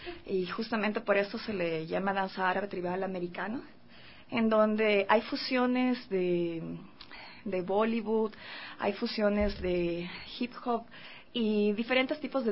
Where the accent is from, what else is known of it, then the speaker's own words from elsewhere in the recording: Quito, Pichincha, Ecuador; yo soy quiteña, y como se sabe, las quiteñas aquí se podría decir, o he escuchado mucho, que somos mojigatas